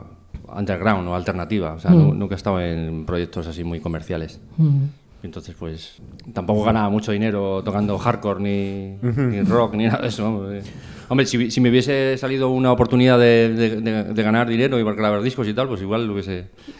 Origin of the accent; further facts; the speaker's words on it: Madrid, Community of Madrid, Spain; moved away; Vengo de Madrid. Llevo aquí 10 años.